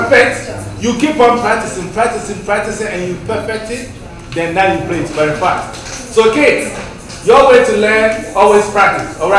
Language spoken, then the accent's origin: English; Kumasi, Ashanti, Ghana; also born or lived in Central Region; Me, I'm half. I was born in the central, but I was raised in Kumasi area. So I speak both.